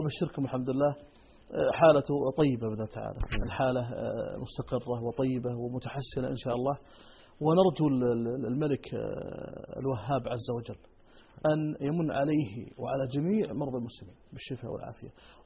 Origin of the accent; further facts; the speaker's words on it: Saudi Arabia; ولاة الأمر عندنا في المملكة العربية السعودية